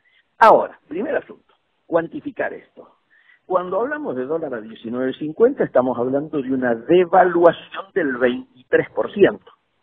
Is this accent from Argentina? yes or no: yes; Patagonia, Argentina; now in Madrid, Spain; Los que venimos, yo soy patagónico, los que venimos a Madrid desde los 60, 70